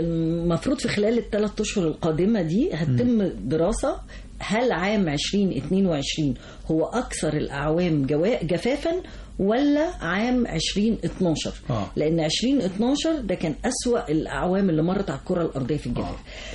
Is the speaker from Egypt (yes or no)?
yes; Egypt; الانسان لازم فعلا كمصريين طبعا احنا احنا طبعا كشعب مصري